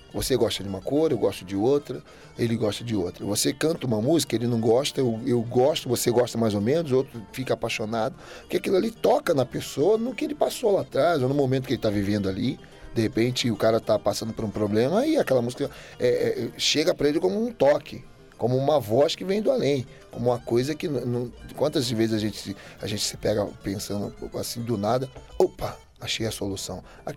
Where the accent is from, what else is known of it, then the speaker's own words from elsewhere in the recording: Rio de Janeiro, Brazil; E eu também cresci num bairro que é muito musical no Brasil, que é no Estácio de Sá. Eu nasci na Tijuca e cresci no Estácio.